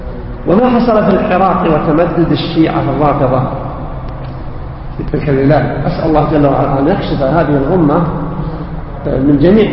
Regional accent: Syria; أنا سوري.

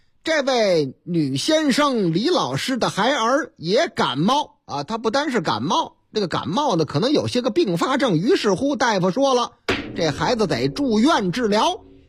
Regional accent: Chongqing, China; 我老家重庆

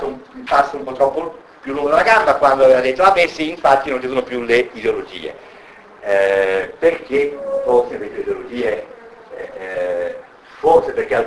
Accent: Rome, Lazio, Italy; sono di Roma

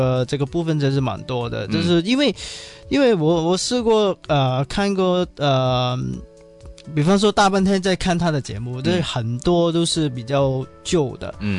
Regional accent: Hong Kong; 我作为一个香港人

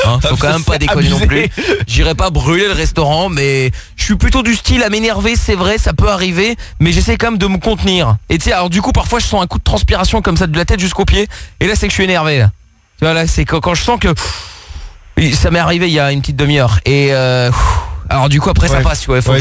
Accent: Portugal; je suis portugais, donc j'ai le sang un peu plus chaud

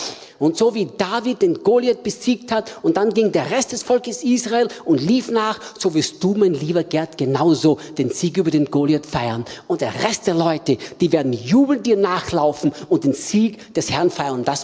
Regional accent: Austria; Und ich sagte zu ihm, ich bin Österreicher.

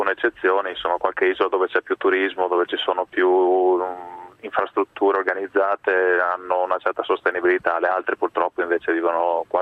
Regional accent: Treviso, Veneto, Italy; moved away; also born or lived in Bologna; Io originariamente di Treviso, poi in realtà sono 20 anni che manco da lì, ho vissuto a Bologna 10 anni e poi all'estero per quasi 15 anni prima di tornare in Italia appunto pochi mesi fa.

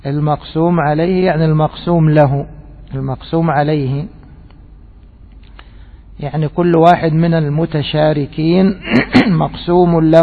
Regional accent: Egypt; عندنا في بلدنا مصر يسمونه المجلس الحاسبي،

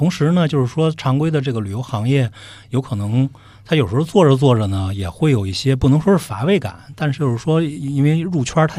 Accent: Mentougou, Beijing, China; 首先小时候呢，基本上我们都是在这个村子长大

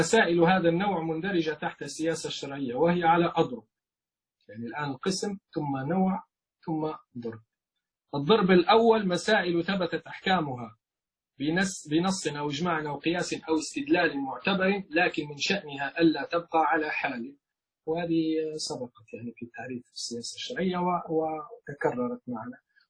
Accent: Libya; عندنا في ليبيا معركة يعني بين فصيل من التيار

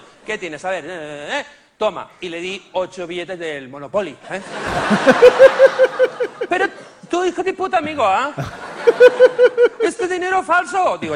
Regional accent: Barcelona, Catalonia, Spain; Me dice, ¿de dónde eres? Digo, de Barcelona.

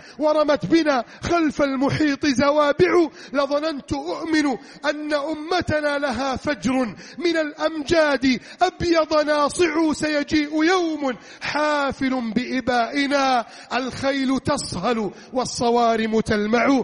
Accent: Egypt; اللهم اجعل بلدنا مصر آمنا مطمئنا

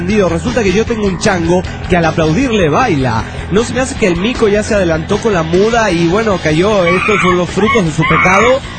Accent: Monterrey, Nuevo León, Mexico; de Monterrey, Nuevo León, México.

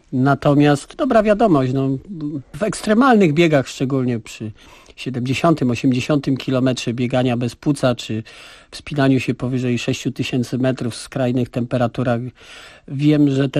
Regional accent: Kraków, Lesser Poland, Poland; wychowałem się w biednej dzielnicy w Nowej Hucie, w fatalnym czasie politycznym

